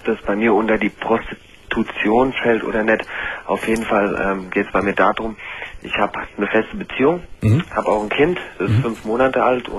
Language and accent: German; Hesse, Germany; also ich komme aus der Nähe von Frankfurt